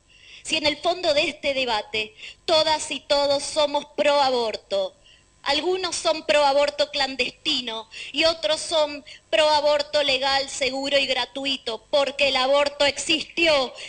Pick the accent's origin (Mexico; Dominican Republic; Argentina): Argentina; Soy mujer, ciudadana argentina y potencial persona gestante.